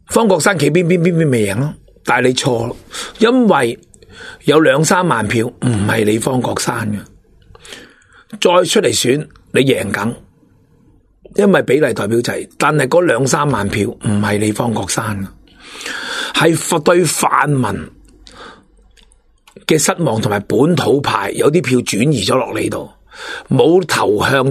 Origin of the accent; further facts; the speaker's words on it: Hong Kong; 我哋香港人已经跟咗大陆噶啦